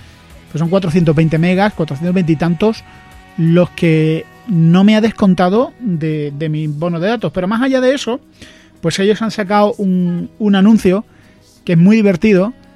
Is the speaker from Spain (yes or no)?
yes; Andalusia, Spain; yo que soy andaluz